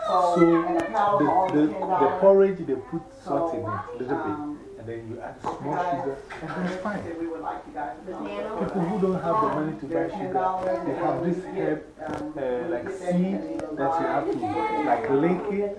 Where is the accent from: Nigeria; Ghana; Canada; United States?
Ghana; But I remember when I was growing in Ghana, growing up in Ghana, you only eat chicken when your parents have a visitor.